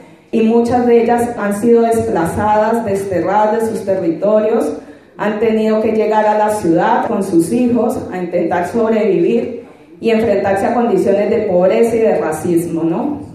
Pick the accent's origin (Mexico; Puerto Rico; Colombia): Colombia; soy colombiana, estoy estudiando un doctorado en estudios feministas.